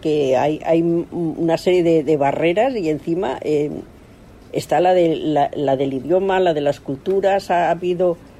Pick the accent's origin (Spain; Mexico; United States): Spain; Madrid, Community of Madrid; yo soy de Carabanchel, pero no toco nada.